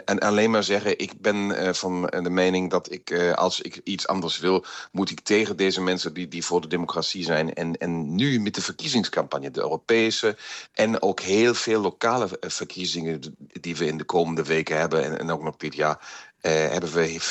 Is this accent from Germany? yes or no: yes; Germany; Kijk eens, we kijken als Duitsers altijd in ons echt donkere jaren van de Weimar-republiek.